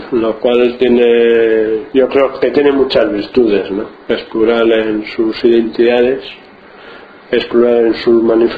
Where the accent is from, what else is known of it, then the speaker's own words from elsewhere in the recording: Bilbao, Basque Country, Spain; born there; now in Rentería, Spain; nací en Bilbao y llevo en Rentería ya 17 años.